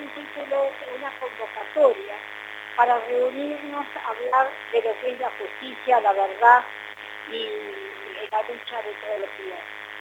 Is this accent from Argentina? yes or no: yes; Argentina; a mí me da vergüenza como argentina.